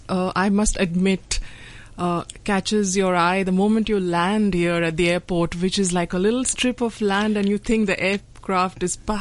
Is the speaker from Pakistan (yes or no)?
no; West Bengal, India; now in Mumbai, India; I'm from this eastern state in India, which is Bengal.